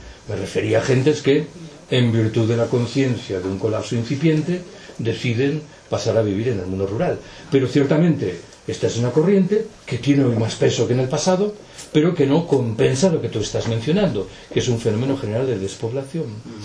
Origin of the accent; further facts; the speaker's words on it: Galicia, Spain; Yo soy gallego, siempre he escuchado en Galicia un lamento